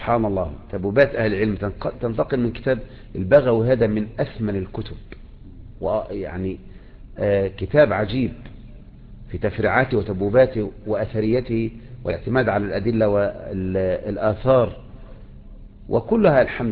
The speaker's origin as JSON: {"language": "Arabic", "country": "Egypt", "said": "وبكرة جيت الكياك عندنا في مصر"}